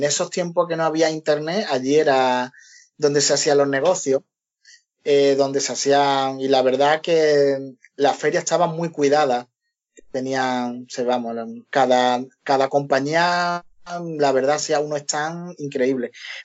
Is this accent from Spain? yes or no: yes; Spain; como éramos españoles y querían contar con nosotros para el futuro también